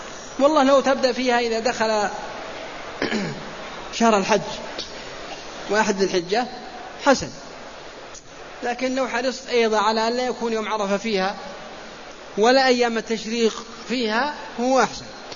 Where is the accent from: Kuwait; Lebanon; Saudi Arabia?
Saudi Arabia; نحن وحنا سعوديين الآن